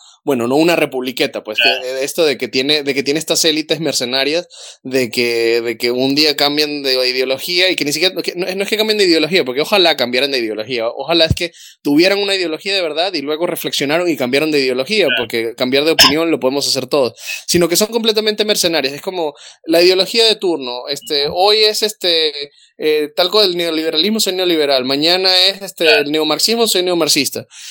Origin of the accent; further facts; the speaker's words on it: Venezuela; yo soy venezolano